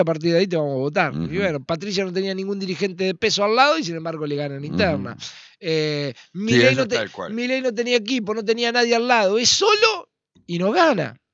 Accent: Argentina; nosotros como argentinos y como sociedad vamos a ir viviendo mucho mejor

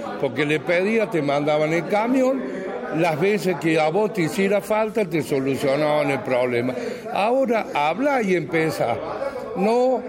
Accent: Villa Carlos Paz, Córdoba, Argentina; nosotros somos ciudadanos de Carlos Paz

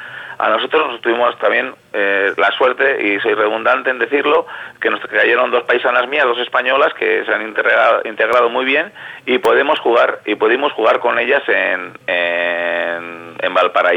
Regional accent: Quilmes, Buenos Aires Province, Argentina; porque soy oriundo de Quilmes.

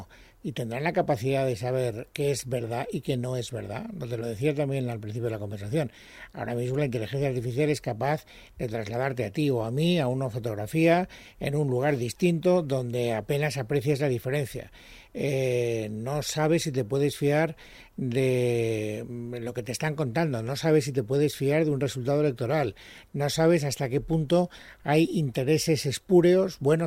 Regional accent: Castellón, Valencian Community, Spain; born there; en Castellón, que es donde yo nací

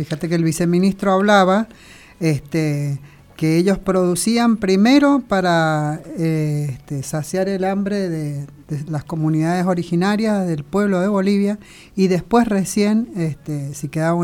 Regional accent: Argentina; una potencia económica de Sudamérica, como somos nosotros, Argentina

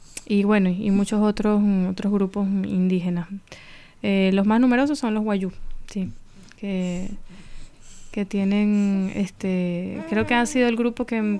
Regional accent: Zulia, Venezuela; born there; en la región de la que yo soy, en la que yo nací, en el Zulia, al occidente.

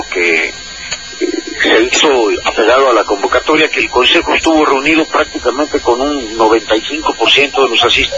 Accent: Tehuantepec, Oaxaca, Mexico; also born or lived in Mexico City; Yo soy originario de Oaxaca, nací en Tehuantepec, estudié hasta ahí, estudié hasta la preparatoria ahí.

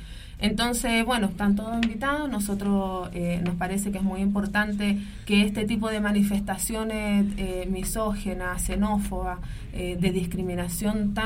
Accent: Chile; yo soy chilena

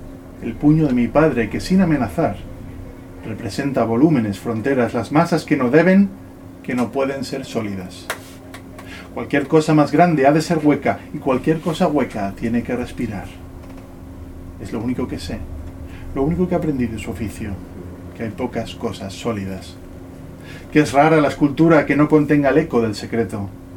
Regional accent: Ibiza, Balearic Islands, Spain; haber nacido y crecido en Ibiza, sino sino en una casa con este taller de ceramista detrás

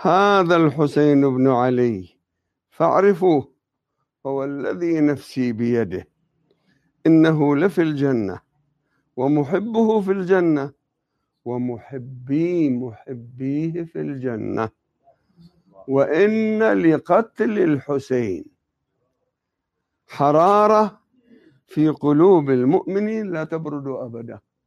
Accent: Jabal Amel, Lebanon; أنا لست من منطقة النبطية، أصولنا عاملين من النبطية، لكن أنا من أهلي. إحنا نعتبر النبطية ساحل، إحنا أهل الجبال

